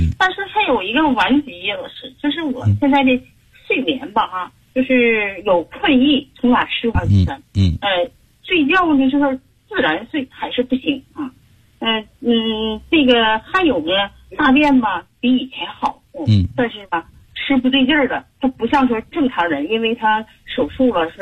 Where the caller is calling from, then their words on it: Heilongjiang, China; 就是天一冷，我们黑龙江这边呢，气候一变化